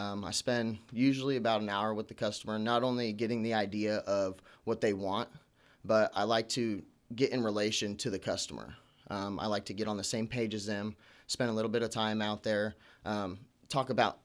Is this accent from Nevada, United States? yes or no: yes; Las Vegas, Nevada, United States; I'm originally from Las Vegas.